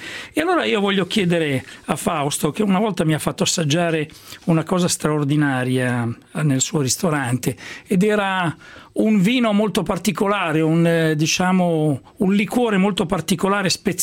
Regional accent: Emilia-Romagna, Italy; E poi come romagnolo assolutamente per me rimane un inno

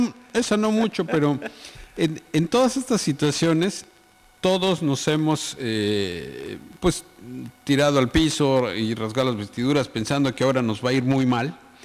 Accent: Mexico; si hay en este planeta expertos en superar crisis, somos los mexicanos

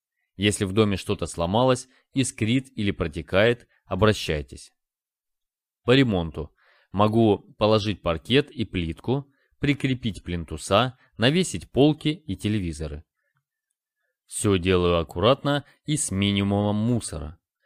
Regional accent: Russia; Я ответил, что я из России. Но из-за отсутствия акцента они мне не поверили.

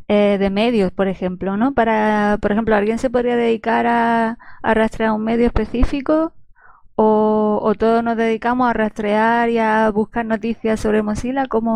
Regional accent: Spain; de casi todos somos españoles, ¿no?

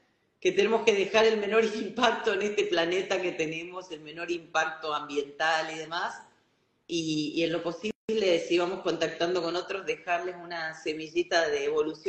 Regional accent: Rosario, Santa Fe, Argentina; born there; also born or lived in England; now in Buenos Aires, Argentina; Yo no soy nacida en Buenos Aires, soy nacida en la ciudad de Rosario, que es una ciudad grande de la Argentina, y hace 20 años que vivo aquí. También he vivido en Inglaterra

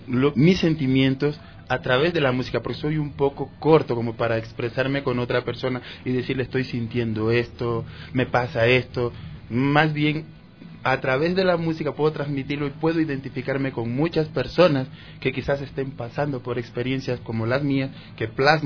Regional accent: San Lorenzo, Esmeraldas, Ecuador; soy oriundo de Esmeralda, más exactamente del cantón San Lorenzo, al norte de la provincia, frontera con Colombia. Soy una persona de origen humilde

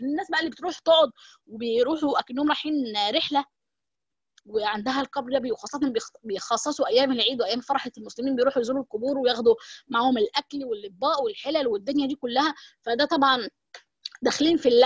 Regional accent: Egypt; عارفين انتوا عندنا في مصر او في بعض الدول

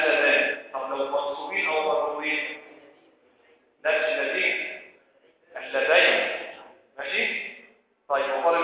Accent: Egypt; بس ليه مش مشهورة عندنا في مصر؟

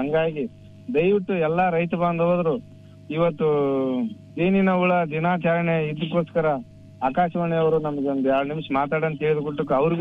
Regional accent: Indragi, Karnataka, India; ನಮ್ಮೂರು ಇಂದ್ರಿಗಿ, ಕೊಪ್ಪಳ ಜಿಲ್ಲೆ, ಕೊಪ್ಪಳ ತಾಲೂಕು.

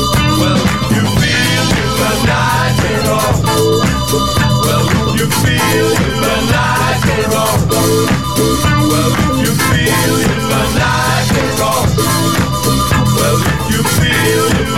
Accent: Como, Lombardy, Italy; No, io veramente io sono di Como.

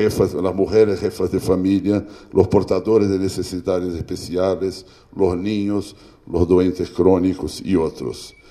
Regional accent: Brazil; Spanish is a second language; Yo soy un extranjero, vengo de Brasil, y no tengo la pretensión de venir acá a decir a los mexicanos lo que deben hacer con su país.

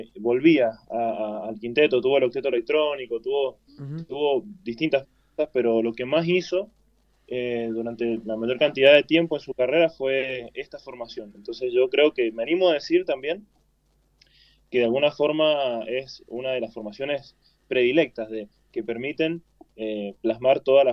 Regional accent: Argentina; soy argentino, toqué durante casi 20 años la música

